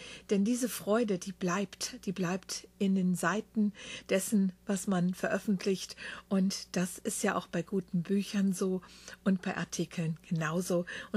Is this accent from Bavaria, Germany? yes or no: no; Wiesbaden, Hesse, Germany; born there; dann wieder in ihre Heimat nach Wiesbaden in Deutschland zurückkehrten. Das ist mein Geburtsort.